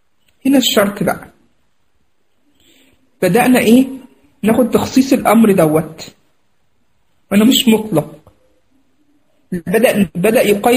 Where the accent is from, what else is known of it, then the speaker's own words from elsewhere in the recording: Egypt; ويعني زي ما نقول عندنا في مصر يتفسح يعني فيها